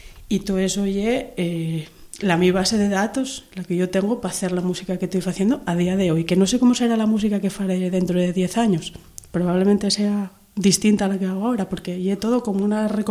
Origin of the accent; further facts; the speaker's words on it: Asturias, Spain; llego a mi familia en Asturias, en mi pueblo